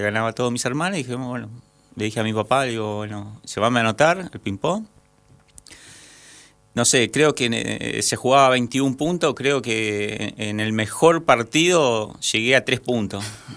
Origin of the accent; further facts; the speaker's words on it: Curuzú Cuatiá, Corrientes, Argentina; born there; yo ya tengo 45 años, así que tengo varios ya kilómetros recorridos. Bueno, yo nací en Curuzucuatiá, en el sur de Corrientes.